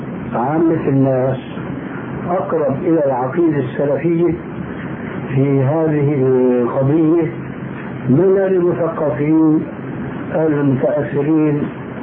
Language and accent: Arabic; Syria